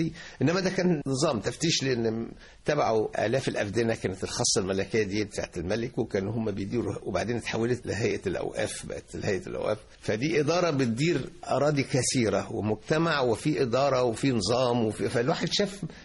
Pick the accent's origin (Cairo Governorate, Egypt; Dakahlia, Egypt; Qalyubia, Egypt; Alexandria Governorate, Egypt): Qalyubia, Egypt; Al Qanatir al Khayriyya; also born or lived in Beheira; أنا تربيت في القناطر الخيرية برضو، أنا حكاية برضو خطوط متقاطعة. بلدنا أصلا محافظة الشرقية، إنما اتولدت في البحيرة لأن والدي كان الله يرحمه في الخاصة الملكية، فكنا بنتنقل من التفتيش. اتولدت في البحيرة، وأنا صغير بقى لنا القناطر الخيرية